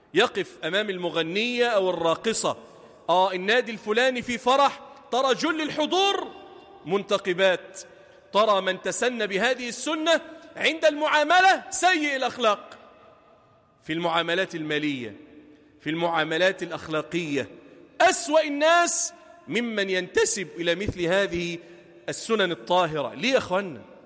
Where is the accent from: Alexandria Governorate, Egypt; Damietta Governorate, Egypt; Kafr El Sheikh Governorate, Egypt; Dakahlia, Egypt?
Damietta Governorate, Egypt; Damietta; اجعل بلدنا دمياط واحة للأمن والأمان